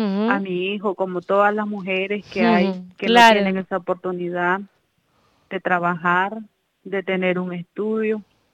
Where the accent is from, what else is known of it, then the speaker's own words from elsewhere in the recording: Telpaneca, Madriz, Nicaragua; Vengo de Nicaragua. El departamento donde yo vivo es Madrid con Z. El municipio es Telpaneca. Y la comarca donde vivo es Santo Domingo.